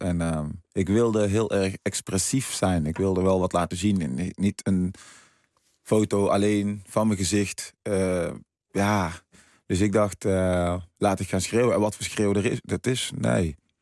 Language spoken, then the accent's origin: Dutch; Suriname; now in Netherlands; Ik kom uit Suriname, ook een heel mooi land overigens. Waar toen heel veel problemen waren. Ik ben naar Nederland gekomen.